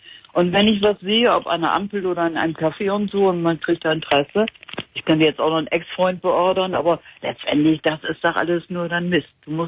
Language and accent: German; Bremen, Germany; Ich komme ja aus Bremen.